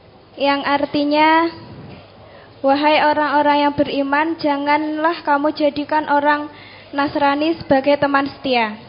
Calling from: Pakis Baru, East Java, Indonesia; saya dari Desa Pakis Baru, Kecamatan Nawangan, Kabupaten Pacitan.

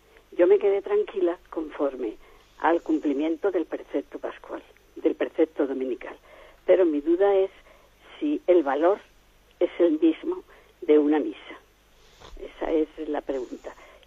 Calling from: Badajoz, Extremadura, Spain; de Badajoz.

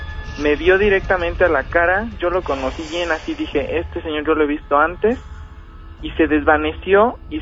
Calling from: Chilpancingo, Guerrero, Mexico; Ay, soy de Chilpancingo.

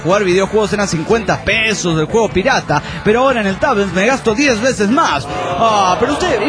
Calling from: Trelew, Chubut, Argentina; de Trelew, Chubut, Argentina.

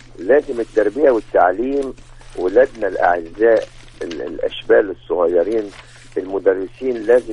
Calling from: Mansoura, Dakahlia, Egypt; بحيي حضرتك من المنصورة

